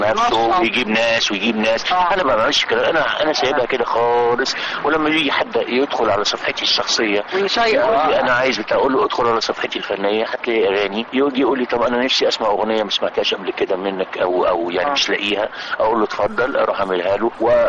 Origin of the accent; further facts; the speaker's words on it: Egypt; احنا عندنا الداونلود في مصر ببلاش